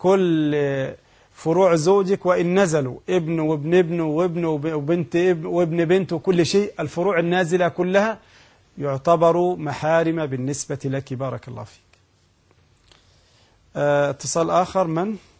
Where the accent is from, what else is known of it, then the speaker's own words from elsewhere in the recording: Egypt; البنوك عندنا في مصر 3 أقسام